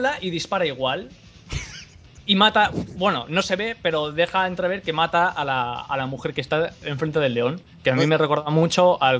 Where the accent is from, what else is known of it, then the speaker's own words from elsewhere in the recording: Spain; Y soy español, tío, y me duele decirlo